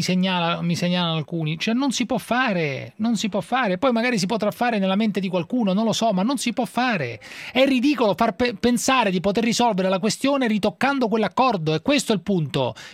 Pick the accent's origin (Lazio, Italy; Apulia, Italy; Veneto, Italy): Lazio, Italy; Rome; Sì, sono romano, se non la disturba.